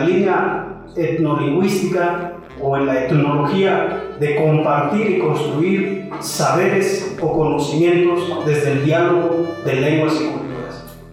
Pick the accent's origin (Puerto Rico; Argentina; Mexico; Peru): Mexico; qué valores son propias que tenemos que construir como sujetos interculturales, como mexicanos?